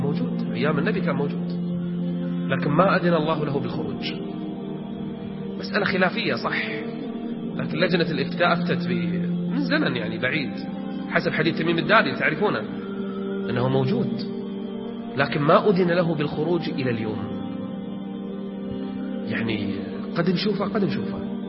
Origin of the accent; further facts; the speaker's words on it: Kuwait; إحنا عندنا بالكويت واحد من زمان يقول أنا